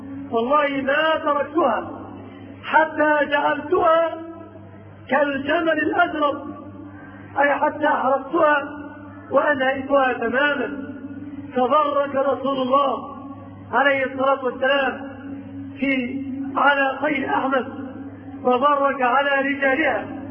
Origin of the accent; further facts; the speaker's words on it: Egypt; في بلادنا مصر أوتان وأنصاب وأشياء